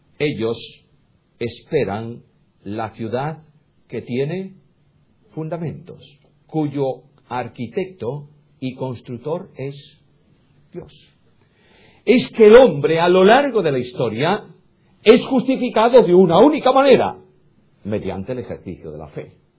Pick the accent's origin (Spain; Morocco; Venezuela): Spain; Galicia; Yo soy, bueno, primero gallego. Yo soy gallego y además español. Vivo en España y mi ciudadanía es española.